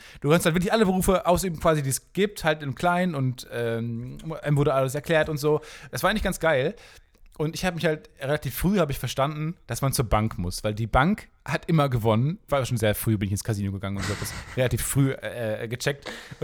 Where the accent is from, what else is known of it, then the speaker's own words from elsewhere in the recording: Kamen, North Rhine-Westphalia, Germany; Also die Stadt, wo ich herkomme, heißt Carmen.